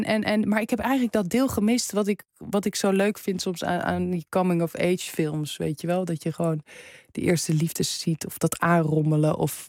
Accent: Amsterdam, North Holland, Netherlands; Terwijl ik ben in Amsterdam opgegroeid, moet je nagaan.

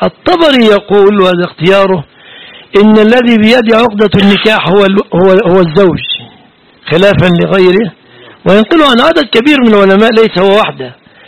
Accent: Egypt; وليس قولنا كمصريين الحق بأهلك، روح اذهبي إلى بيت أبيك، ليس معناها أننا نريد الطلاق

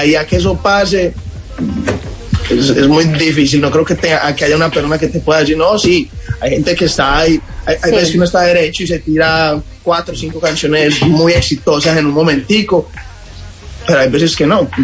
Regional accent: Medellín, Antioquia, Colombia; nosotros somos de Medellín

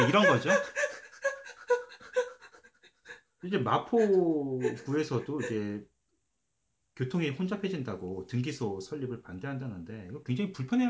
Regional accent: South Korea; 저도 이제 한국 사람이다 보니까

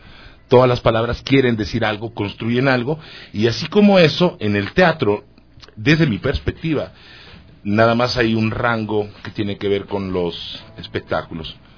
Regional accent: Mexico; soy de origen mexicano, soy un actor y director mexicano. Esencialmente me formé en Guadalajara, México.

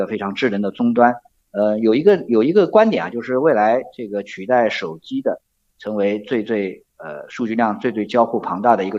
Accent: China; 我们中国肯定有自己的体制优势了，对吧？我们中国人最擅长的在这个我们共产党的领导下可以集中社会所有的力量啊

